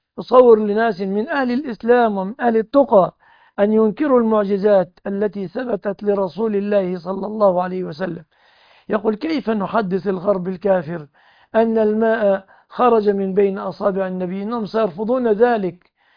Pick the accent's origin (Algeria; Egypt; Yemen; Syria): Egypt; أنا مصري وأقول آمين في كل